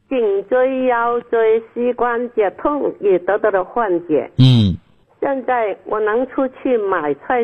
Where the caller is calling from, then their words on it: Guangzhou, Guangdong, China; 我是广州的学员，新学员呐、啊。我今年是79岁了。